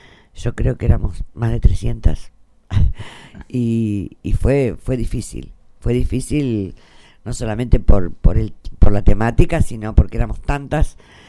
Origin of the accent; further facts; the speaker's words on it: Buenos Aires Province, Argentina; born there; now in Santa Rosa, Argentina; yo no soy de acá, soy nacida en Buenos Aires, en un pueblito muy pequeño, muy chiquitito, está allá por cerca de la zona de Coronel Bransen